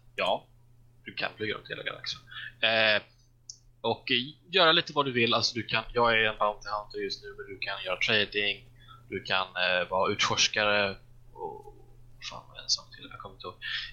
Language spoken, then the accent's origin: Swedish; Småland, Sweden; Men jag är ju smålänning av mig